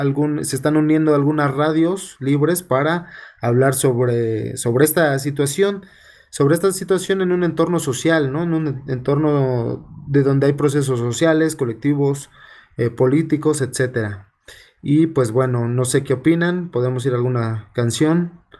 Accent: San Cristóbal de las Casas, Chiapas, Mexico; born there; also born or lived in Morelos / Mexico City; yo ahora estoy radicando en la ciudad de San Cristóbal de las Casas, Chiapas. Para los que no saben, es mi ciudad natal, muchos me conocieron entre Morelos y DF, pero ahora estoy aquí

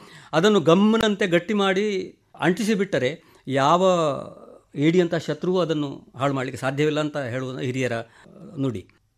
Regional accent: Padre, Kerala, India; ನಮ್ಮ ಪಡ್ರೆಯಲ್ಲಿ ನಮ್ಮ ಜೀವನಾಡಿಯಾ

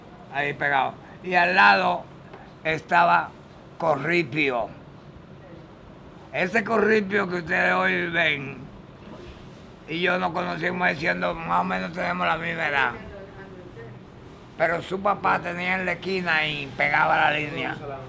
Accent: San Juan de la Maguana, San Juan, Dominican Republic; Vengo de un campo de San Juan de la Maguana. Lo mismo que el presidente, somos campesinos

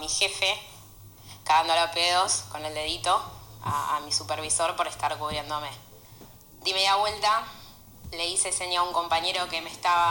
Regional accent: Lanús, Buenos Aires Province, Argentina; soy de Lanús.

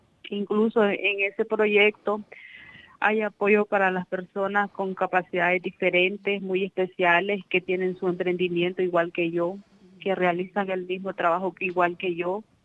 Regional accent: Telpaneca, Madriz, Nicaragua; Vengo de Nicaragua. El departamento donde yo vivo es Madrid con Z. El municipio es Telpaneca. Y la comarca donde vivo es Santo Domingo.

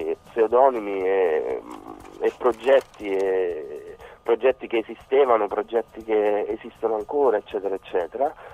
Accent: Campania, Italy; Noi siamo della provincia di Avellino.

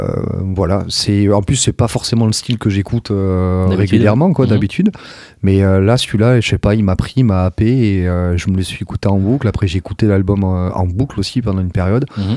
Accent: Pau, Nouvelle-Aquitaine, France; Je viens de Pau.

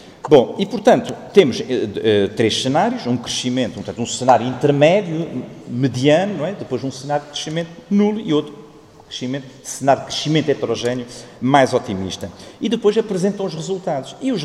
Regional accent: Guarda, Centro, Portugal; eu sou da Guarda

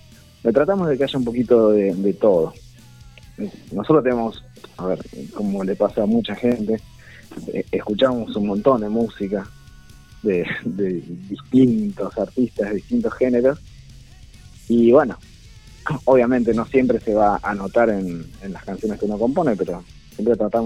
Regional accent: Lomas de Zamora, Buenos Aires Province, Argentina; Nosotros somos de distintos lugares. Sí. Yo soy de Lomas, de Zona Sur.

